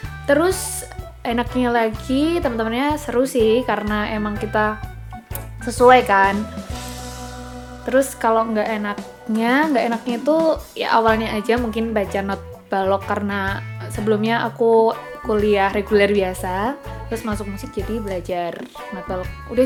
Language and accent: Indonesian; Yogyakarta, Special Region of Yogyakarta, Indonesia; Aku asli Jogja. Aku jadinya asli Jawa.